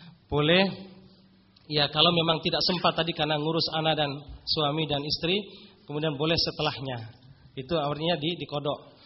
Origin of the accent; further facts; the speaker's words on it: Bima, West Nusa Tenggara, Indonesia; Kalau di daerah saya aslinya Nusa Tenggara Barat dari Bima gitu.